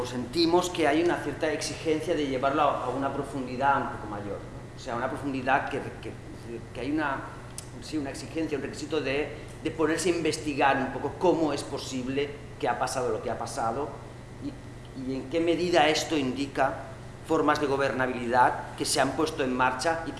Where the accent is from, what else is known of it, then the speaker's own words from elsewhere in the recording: Barcelona, Catalonia, Spain; porque en Barcelona, de donde soy yo, pues claro, este debate no ha sido posible plantearlo incluso hace poco, ¿verdad?